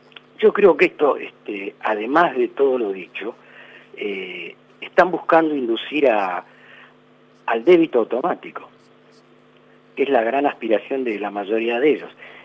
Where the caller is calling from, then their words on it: La Matanza, Buenos Aires Province, Argentina; de La Matanza.